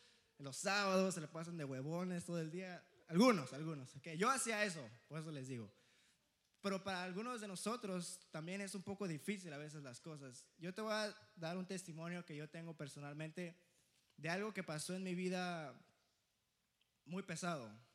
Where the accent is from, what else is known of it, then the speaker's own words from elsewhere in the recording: Mexico City, Mexico; que los chilangos, que acá, aquí yo, sí, soy chilango